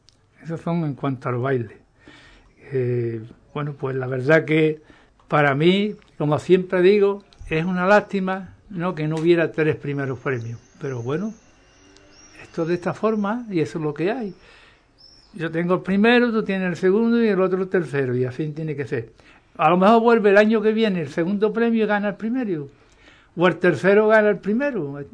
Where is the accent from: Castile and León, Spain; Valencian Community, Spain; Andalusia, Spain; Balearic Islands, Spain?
Andalusia, Spain; Seville; Yo trabajo en Sevilla, pues mira, ahora mismo estoy en Sevilla, soy de Sevilla, ¿no?